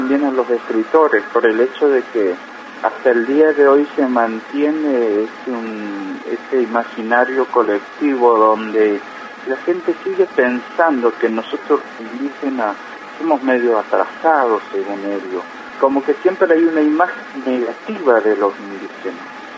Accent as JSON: {"language": "Spanish", "town": "Colonia Chaco", "region": "Chaco", "country": "Argentina", "tie": "born or raised there", "said": "yo que nací, me crié en Colonia Chaco"}